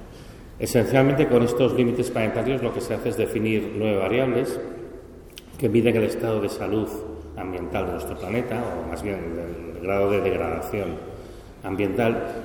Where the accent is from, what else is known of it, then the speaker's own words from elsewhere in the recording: Catalonia, Spain; como vengo de Cataluña y hemos tenido una sequía impresionante